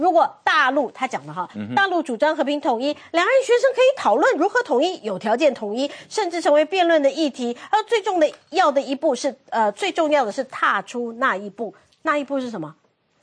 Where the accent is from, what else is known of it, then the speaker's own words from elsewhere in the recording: Taiwan; 希望能够鼓舞我们台湾人，希望能够提醒我们台湾人